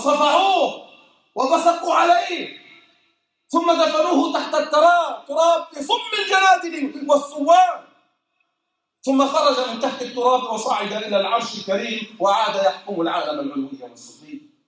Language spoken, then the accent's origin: Arabic; Jordan; لما يروج له في بلدنا الأردن